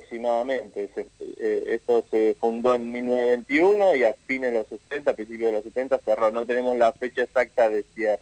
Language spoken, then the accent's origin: Spanish; Bahía Blanca, Buenos Aires Province, Argentina; yo soy incluso de Bahía Blanca, soy del sur de Buenos Aires.